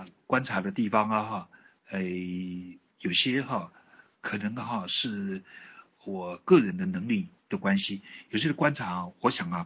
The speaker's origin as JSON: {"language": "Chinese", "country": "Taiwan", "said": "对我们台湾人而言，我们比较注意的是这个八月十四号的时候发表了这个波茨坦宣言"}